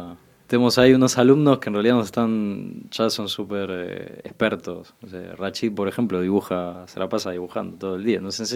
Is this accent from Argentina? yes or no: yes; Argentina; porque como argentino italiano, la pasta es parte de mi... de mi organismo, ¿no?